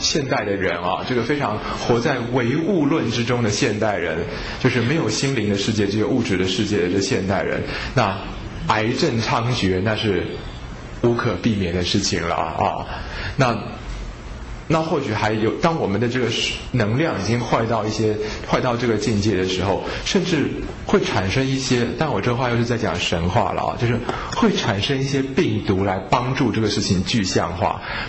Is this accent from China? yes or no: no; Taiwan; 可是我们台湾人去旅行呢，就觉得哇好脏啊好恐怖哦